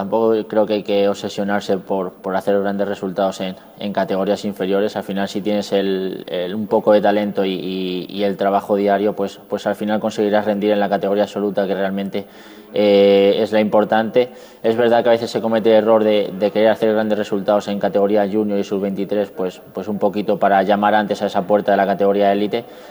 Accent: Spain; Somos los españoles los que podemos comer antes de la prueba con el mejor triatleta de la historia

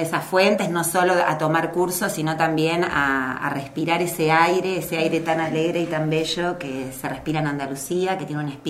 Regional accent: Patagonia, Argentina; born there; Yo soy argentina, nacida en la Patagonia.

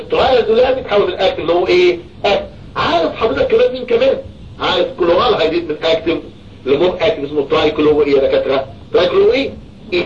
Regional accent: Egypt; نقطة انتقاد عندنا في مصر

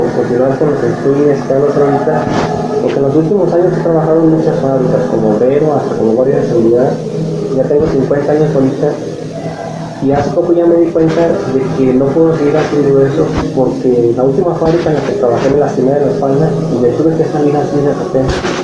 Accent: Sinaloa, Mexico; yo tuve unos problemas en Sinaloa, que es de donde soy

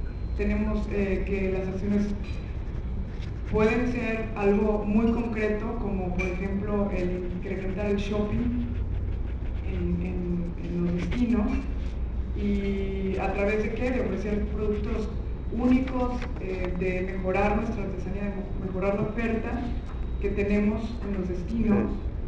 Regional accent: Mazatlán, Sinaloa, Mexico; Me siento muy honrada de estar aquí en mi tierra, que es Mazatlán, que es donde aprendí sobre esta industria de cruceros

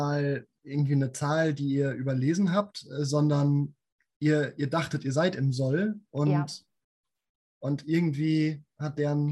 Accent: Siegen, North Rhine-Westphalia, Germany; Und wenn man jetzt Siegen, das ist übrigens meine Heimatstadt, mal ganz kurz ausklammert

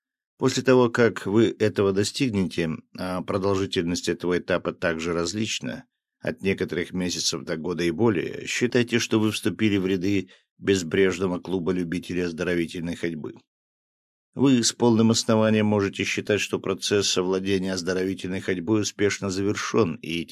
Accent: Smolensk, Smolensk Oblast, Russia; в последние годы в моем родном городе Смоленске, где я живу

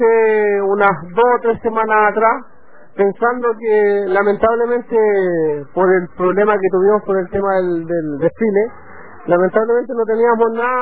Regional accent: Chile; nosotros somos chilenos, como se dice.

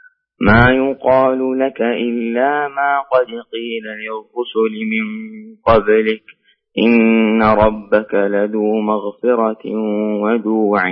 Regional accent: Riyadh, Riyadh Province, Saudi Arabia

